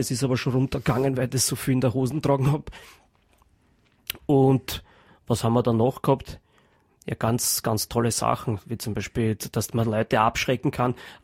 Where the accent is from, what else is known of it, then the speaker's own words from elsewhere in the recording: Austria; Da ist man, glaube ich, als Geheimagent, als Österreicher schon einmal sehr gut ausgestattet.